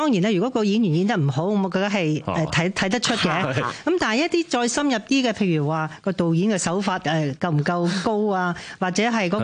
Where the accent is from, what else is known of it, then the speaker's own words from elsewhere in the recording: Kowloon City, Hong Kong; 我喺九龍城區長大嘅，咁我就由幼稚園到中學畢業咧，都係喺民生書院度。